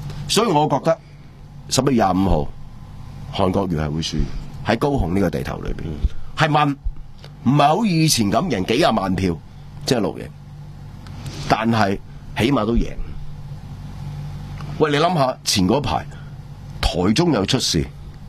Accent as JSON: {"language": "Cantonese", "country": "Hong Kong", "said": "所以就算柯P话两岸一家亲嘅话都好，可能我哋香港人会好兴"}